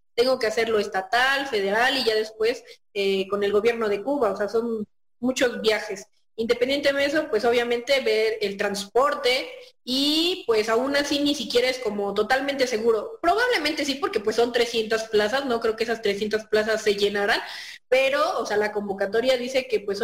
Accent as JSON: {"language": "Spanish", "region": "State of Mexico", "country": "Mexico", "lives_now": "Pachuca, Mexico", "said": "soy médico general, soy originaria del Estado de México, pero actualmente radico en la ciudad de Pachuca."}